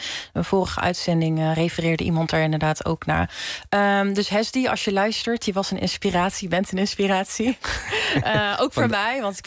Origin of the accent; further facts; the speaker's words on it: Netherlands; Maar ik voel ergens ook die verantwoordelijkheid vooral als Marokkaans-Nederlandse vrouw.